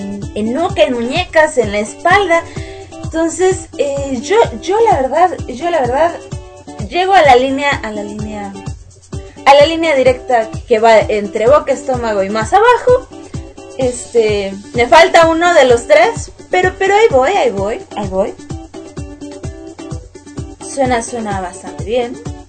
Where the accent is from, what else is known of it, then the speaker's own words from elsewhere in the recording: Mexico City, Mexico; Porque además yo soy de la Ciudad de México y de repente me salen acentos de otros lados